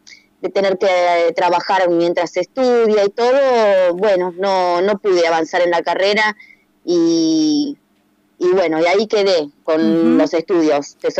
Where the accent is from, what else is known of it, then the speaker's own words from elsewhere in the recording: Bahía Blanca, Buenos Aires Province, Argentina; now in La Plata, Argentina; la verdad que me cambió la vida venir a vivir a La Plata sin renegar de donde soy, pero bueno, en otras épocas por ahí en Bahía Blanca no era tan fácil expresarse